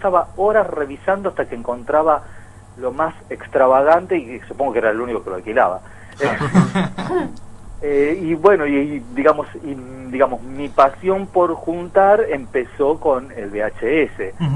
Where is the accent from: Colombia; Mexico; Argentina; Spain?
Argentina; Campana, Buenos Aires Province; yo me crié en Campana, en un pueblo muy chico